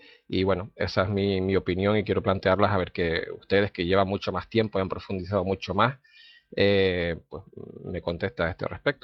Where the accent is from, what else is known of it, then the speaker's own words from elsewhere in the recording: Las Palmas, Canary Islands, Spain; de Las Palmas